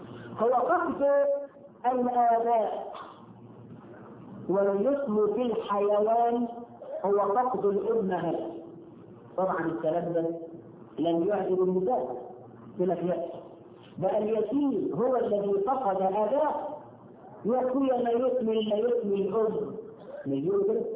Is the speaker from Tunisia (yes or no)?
no; Egypt; إحنا كمصريين ولا في حد عايزين نكسر طفل يتيم